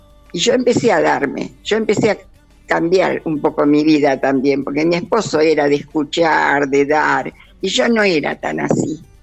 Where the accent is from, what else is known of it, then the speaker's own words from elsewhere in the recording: Coronel Suárez, Buenos Aires Province, Argentina; cuando cumplí 80 años, ahí presenté mi primer libro, en Coronel Suárez, que era mi tierra natal.